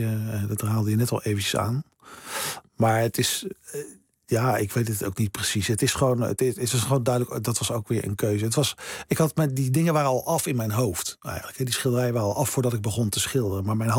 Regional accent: Delft, South Holland, Netherlands; Ik kwam uit Delft.

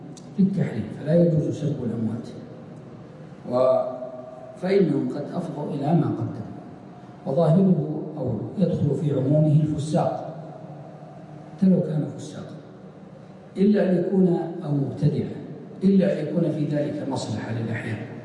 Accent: Riyadh Province, Saudi Arabia; من قديمه موجود عندنا في نجد

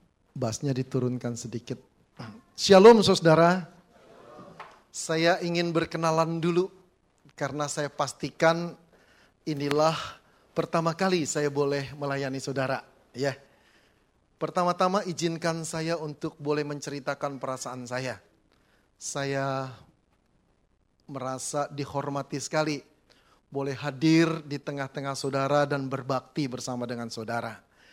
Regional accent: Jakarta, Indonesia; now in Malang, Indonesia; cukup tua saudara ya, 60 tahun. Sudah belasan tahun saya di sana, walaupun saya berasal dari Jakarta, saya bersyukur Tuhan membawa saya ke Kota Malang

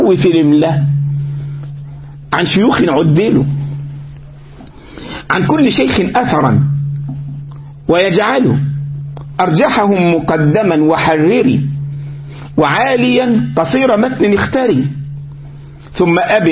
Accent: Egypt; عندنا في مصر

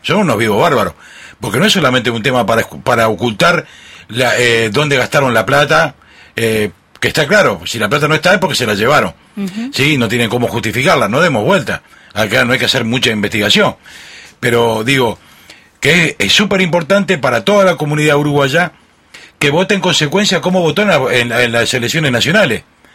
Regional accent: Castilla-La Mancha, Spain; Yo tengo la experiencia de mi pueblo en Toledo

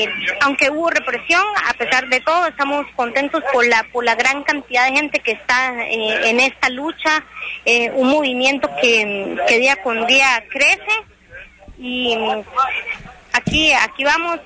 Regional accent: Naranjo, Alajuela, Costa Rica; Vengo de Occidente, de Naranjo.

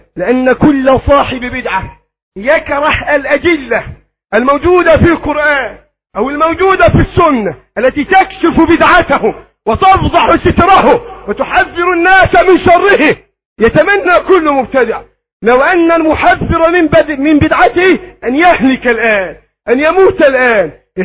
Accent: Egypt; اللهم احفظ بلدنا مصر وسائر بلاد

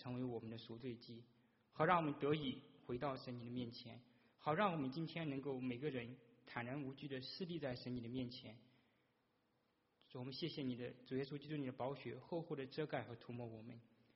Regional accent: China; 那我们这个就对我们中国人而言哈

